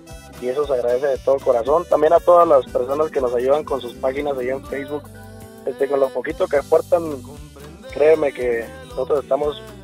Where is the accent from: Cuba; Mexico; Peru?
Mexico; Chihuahua; De aquí, de Chihuahua.